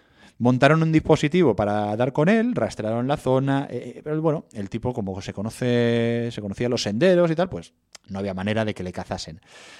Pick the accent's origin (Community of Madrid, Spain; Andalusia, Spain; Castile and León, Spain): Castile and León, Spain; en el Bierzo, en el pueblo de Quilós, cerca de Cacabelos, ahí en mi tierra